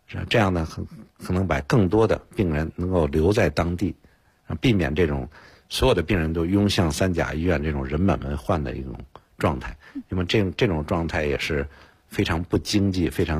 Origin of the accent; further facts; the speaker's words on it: China; 因为我们毕竟是在中国长大的，在中国受的这个医学院的一个教育